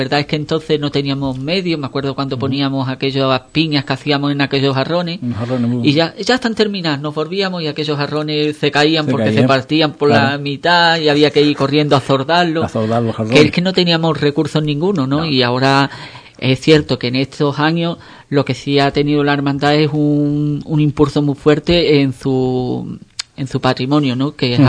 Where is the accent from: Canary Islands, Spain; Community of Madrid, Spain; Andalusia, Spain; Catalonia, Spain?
Andalusia, Spain; Ubrique; los ubriqueños, muchas de nuestras fiestas, tenemos muchos altibajos, ¿no?